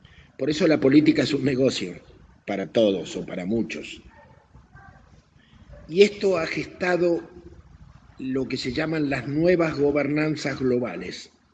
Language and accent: Spanish; Argentina; Y a mí me dio mucha vergüenza, como ciudadano argentino